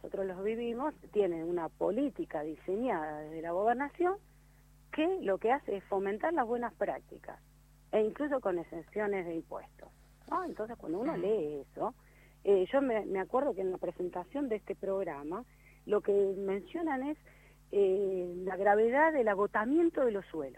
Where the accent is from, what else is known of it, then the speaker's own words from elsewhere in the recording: Pergamino, Buenos Aires Province, Argentina; yo voy a delatar toda mi edad, digo, desde el manual bonaerense, yo soy nacida y criada en Pergamino